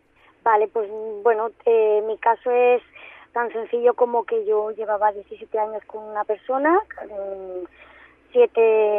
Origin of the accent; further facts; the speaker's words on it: Barcelona, Catalonia, Spain; yo soy de Barcelona, me derivan a un hospital en Barcelona